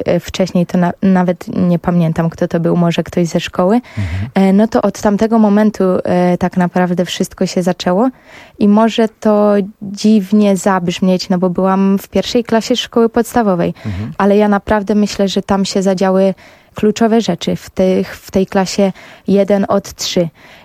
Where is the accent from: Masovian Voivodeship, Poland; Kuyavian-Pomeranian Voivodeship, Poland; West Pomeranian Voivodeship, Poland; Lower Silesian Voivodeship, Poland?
Kuyavian-Pomeranian Voivodeship, Poland; Bydgoszcz; warunki pogodowe i ukształtowanie terenu tam, gdzie obecnie mieszkam, są zdecydowanie lepsze niż w Bydgoszczy, skąd pochodzę.